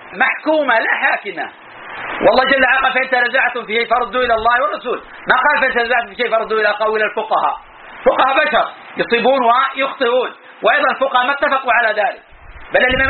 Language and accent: Arabic; Najd, Saudi Arabia; وإلى الآن بقايا من النساء الكبار عندنا في نجد